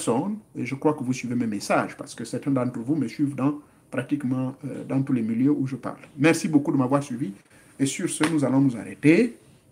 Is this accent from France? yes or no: no; Gabon